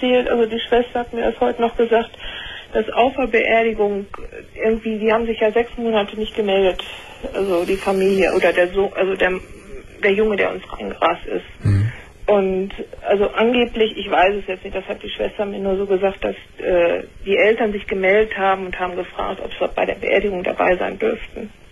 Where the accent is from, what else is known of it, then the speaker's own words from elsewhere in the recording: Paderborn, North Rhine-Westphalia, Germany; ich komme aus Paderborn